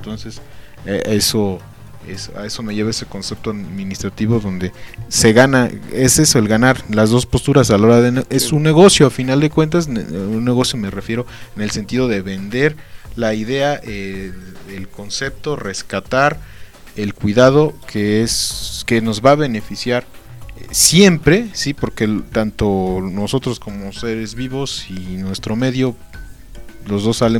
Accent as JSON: {"language": "Spanish", "country": "Mexico", "said": "nos decimos mexicanos, pero pues bueno, en mi caso yo estoy en ceros en el caso del náhuatl"}